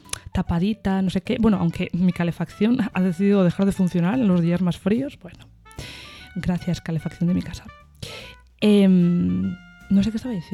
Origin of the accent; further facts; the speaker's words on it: Cantabria, Spain; porque yo soy de Cantabria.